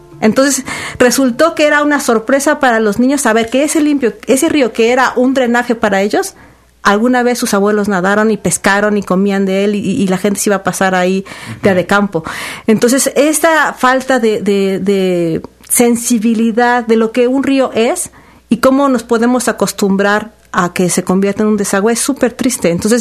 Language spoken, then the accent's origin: Spanish; Orizaba, Veracruz, Mexico; de la zona que yo soy originaria, de Orizaba